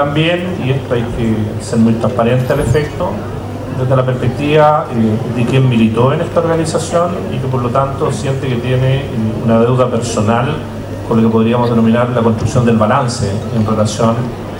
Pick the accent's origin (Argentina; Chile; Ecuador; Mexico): Chile; Los Vilos, Coquimbo; also born or lived in Illapel; yo soy nacido en la región, nací en Illapel hace ya bastante tiempo, y siempre digo que no me formé, sino que me deformé en los vilos.